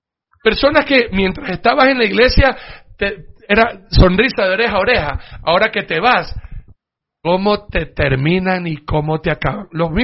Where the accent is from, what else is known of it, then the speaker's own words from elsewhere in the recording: Ecuador; Miren, como ecuatoriano a mí me duele el corazón